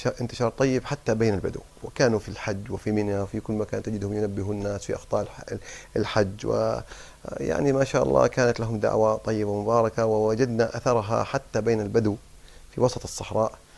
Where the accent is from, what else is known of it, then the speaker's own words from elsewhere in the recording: Kuwait; حتى أنهم عندنا في الكويت حصلت مشاكل كثيرة